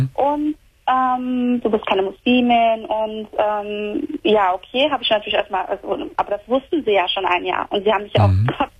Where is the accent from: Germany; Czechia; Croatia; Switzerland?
Croatia; Ich bin Kroatin.